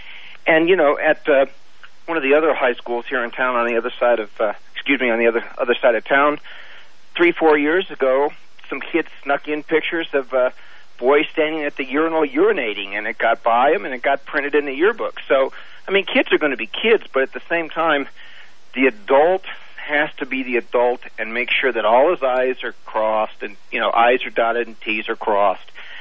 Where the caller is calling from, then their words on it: Reno, Nevada, United States; I am calling from Reno, Nevada, and I am a high school yearbook and school newspaper teacher/advisor.